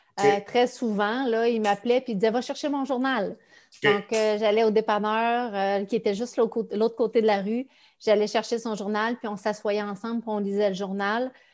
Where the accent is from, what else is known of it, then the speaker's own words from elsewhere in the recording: Saint-Dominique-du-Rosaire, Quebec, Canada; je viens d'un petit village de Saint-Dominique-du-Rosaire qui est dans... Pour ceux qui ne connaissent pas, c'est très, très, très loin. Là. C'est juste avant de prendre la route pour la Baie-James.